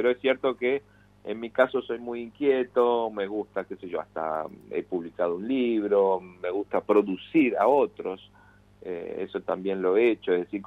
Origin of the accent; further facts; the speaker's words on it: Rosario, Santa Fe, Argentina; con la banda con la que tenía yo cuando era pibe, adolescente, allá en Rosario.